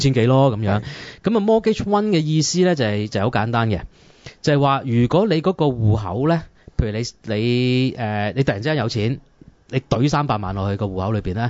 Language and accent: Cantonese; Hong Kong; 而家面對嘅樓市同我哋香港人面對嘅樓市一樣